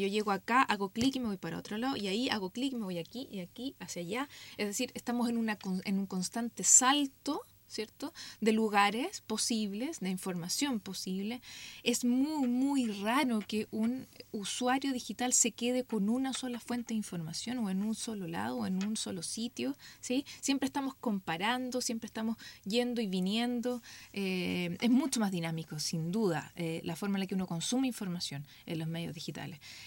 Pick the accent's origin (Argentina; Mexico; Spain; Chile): Chile; Entonces yo me siento una ciudadana global más que local, digamos, más que chilena.